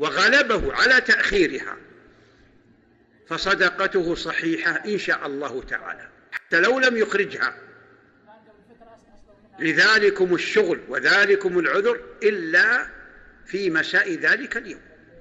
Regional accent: Saudi Arabia; فنحن عندنا في السعودية وأظن في الدول المجاورة الناس لا يقتاتون بالشعير

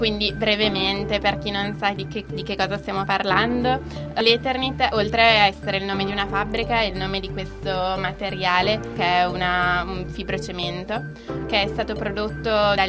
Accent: Casale Monferrato, Piedmont, Italy; non solo a Casale da dove vengo io, ma ovunque in Italia è pieno.

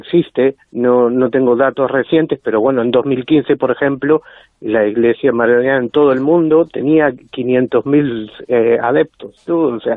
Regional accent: Argentina; soy un argentino atípico, no soy un gran futbolero

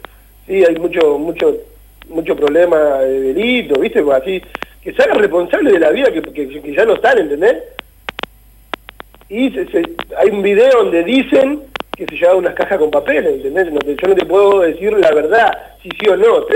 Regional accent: Moreno, Buenos Aires Province, Argentina; Yo te hablo como un muchacho del barrio, como un chico que me crié en el barrio

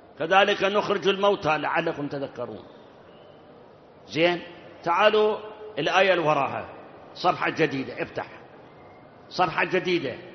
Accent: Iraq; وأما أكو بعض البلاد، بلاد حتى عندنا بالعراق غير الملح ما بيها شيء

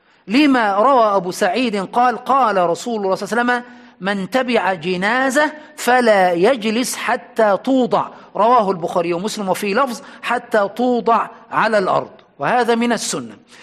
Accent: Aswan, Aswan Governorate, Egypt; حتى عندنا في أسوان في أقصى الصعيد كانت المقابر

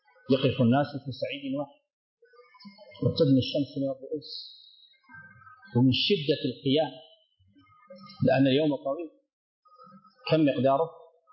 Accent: Sudan; هنا في عندنا في السودان

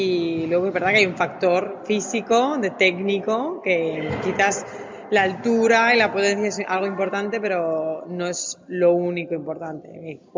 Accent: Asturias, Spain; Yo soy asturiana, soy del norte, cerca de Galicia, que sé que a los españoles nos llamáis los gallegos, así que cerca de Galicia, soy de Asturias y ahí es donde viven mi mamá, mi papá, y, bueno, mi familia.

